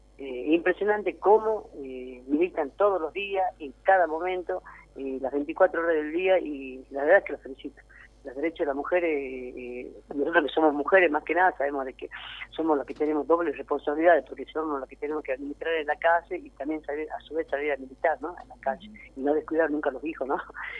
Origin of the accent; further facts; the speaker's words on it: Jujuy, Argentina; Yo soy jujeña